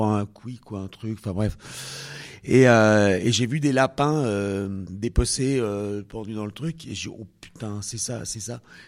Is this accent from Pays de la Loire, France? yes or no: no; Auvergne-Rhône-Alpes, France; je venais d'arriver à Paris, je suis savoyard